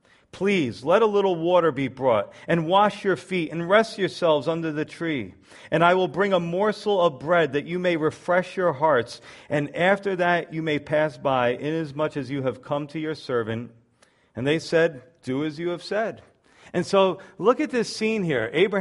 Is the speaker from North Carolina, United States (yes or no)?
no; New York, United States; You know, now I'm a New Yorker. I'm always thinking somebody's trying to scam me, right?